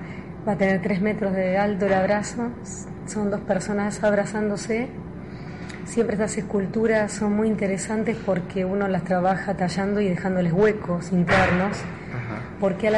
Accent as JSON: {"language": "Spanish", "country": "Argentina", "said": "en este caso nosotros somos argentinas"}